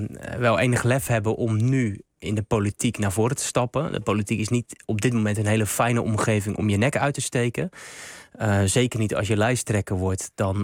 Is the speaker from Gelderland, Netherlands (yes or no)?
no; Rotterdam, South Holland, Netherlands; ik heb vroeger in mijn jeugd in Rotterdam-Zuid wel heel veel gevoetbald met alle jongens in de jeugd.